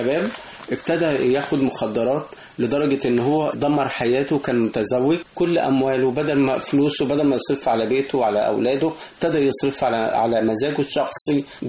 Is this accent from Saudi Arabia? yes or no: no; Egypt; احنا لنا تقاليد كمصريين